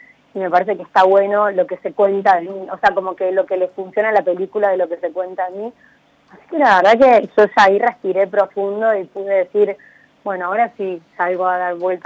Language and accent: Spanish; Córdoba, Argentina; now in Buenos Aires, Argentina; soy de Córdoba, pero claro. Estoy viviendo en Buenos Aires.